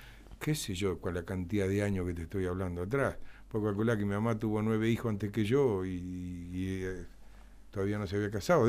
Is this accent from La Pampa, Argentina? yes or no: yes; Santa Rosa, La Pampa, Argentina; born there; Sí, claro, nací acá en Santa Rosa.